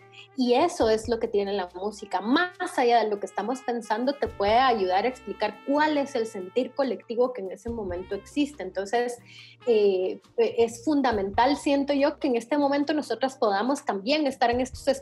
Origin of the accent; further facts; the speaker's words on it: Guatemala; born there; Pero nací en Guatemala y... y acá no existen ese tipo de oportunidades